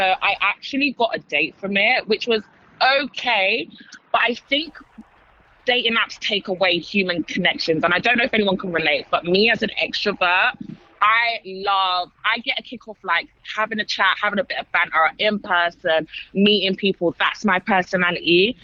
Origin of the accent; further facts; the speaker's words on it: London, United Kingdom; You know, like I'm from London.